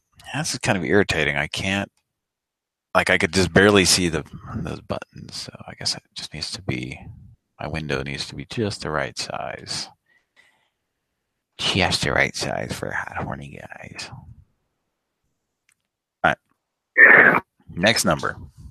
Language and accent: English; Rhode Island, United States; now in Hawaii, United States; I'm in Hawaii right now, but I'm from Rhode Island.